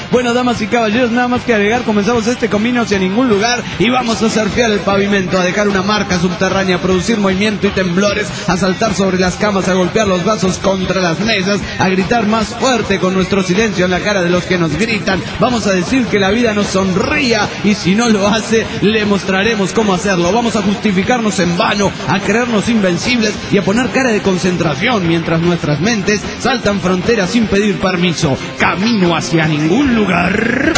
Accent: La Madrid, Buenos Aires Province, Argentina; yo era de Madrid, pero en realidad no soy de Madrid, capital de España, sino que soy de La Madrid.

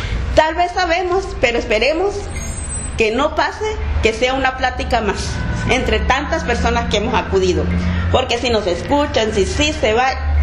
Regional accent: Santa Rosalía, Baja California Sur, Mexico; Gracias a Dios, sí. Ay, ahí en mi pueblito bello.

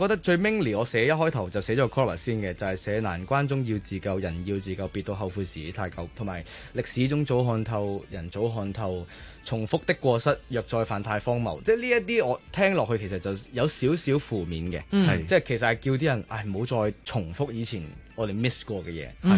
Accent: Macau; 我係一個澳門人啦。其實我以前咧真係唔識香港啲地方嘅。

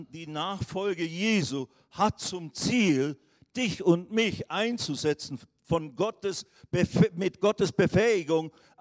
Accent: Switzerland; als ich dann zurückkam in die Schweiz, wo ich her bin, von Indien

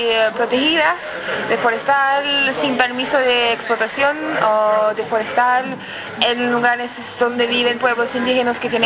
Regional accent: France; Spanish is a second language; now in London, United Kingdom; soy francesa y trabajo en Londres

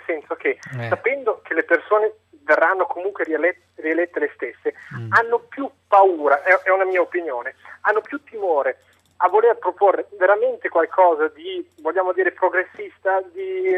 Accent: Germany; now in Italy; io vengo dalla Germania, sono qua dal 93

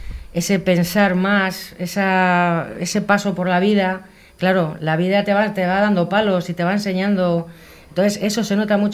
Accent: Bilbao, Basque Country, Spain; Yo he estado veraneando toda mi vida allí, me he criado allí, aunque soy de aquí, de Bilbao, pero me he criado allí todos los veranos.

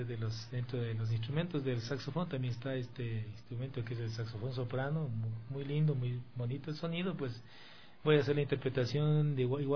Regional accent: Zambiza, Pichincha, Ecuador; yo soy de la parroquia de Zambisa, mis compañeros son de la parroquia de Zambisa, también son del anejo de Cocotó

